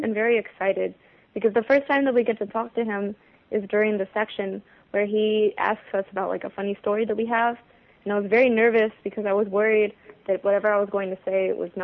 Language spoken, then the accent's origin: Vietnamese; Dallas, Texas, United States; Vietnamese is a second language; Từ lớp mẫu giáo tới lớp 10, con học ở trường tư tên là Hockaday ở trong Dallas.